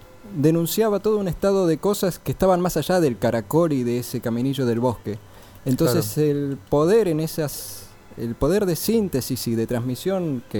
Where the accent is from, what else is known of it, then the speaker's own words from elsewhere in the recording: Comodoro Rivadavia, Chubut, Argentina; now in Buenos Aires, Argentina; Llegué de Comodoro Rivadavia.